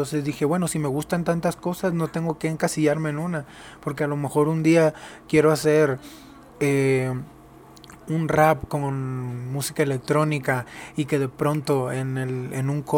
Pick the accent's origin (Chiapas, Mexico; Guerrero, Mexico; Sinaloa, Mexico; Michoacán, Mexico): Sinaloa, Mexico; Mazatlán; moved away as an adult; yo nací en Sinaloa. Yo soy de Mazatlán, Sinaloa. Y viví ahí hasta los 23 años.